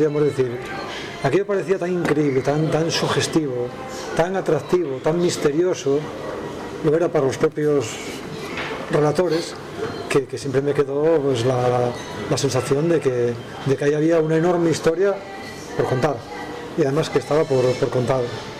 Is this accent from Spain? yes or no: yes; Sotrondio, Asturias, Spain; soy de Sotolondio. Y eso es la cuna del movimiento guerrillero. Sotolondio, el concejo de San Martín de Río Aurelio, fue de los municipios de Asturias donde la guerrilla tuvo más repercusión.